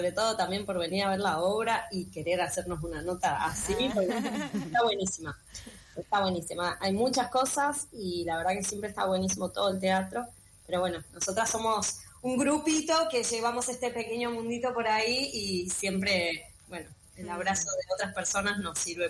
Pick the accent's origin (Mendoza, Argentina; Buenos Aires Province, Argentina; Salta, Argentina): Mendoza, Argentina; now in Buenos Aires, Argentina; yo soy de Mendoza, vivo acá hace como 15 años